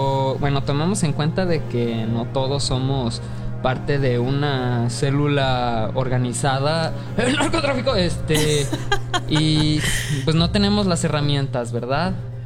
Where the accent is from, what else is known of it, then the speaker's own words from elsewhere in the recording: Mexico; a nosotros como pueblo mexicano